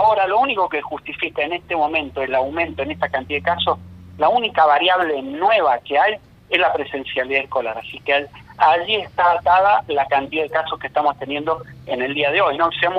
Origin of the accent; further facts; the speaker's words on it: Argentina; es un tema que tenemos que reconsiderar como argentinos